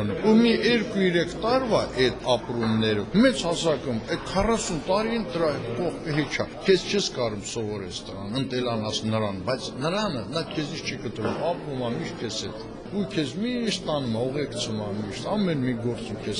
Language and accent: Armenian; Shusha, Nagorno-Karabakh, Azerbaijan; Շուշիում եմ ծնվել, մեծացել, ես աստծոս գոհ եմ դրա համար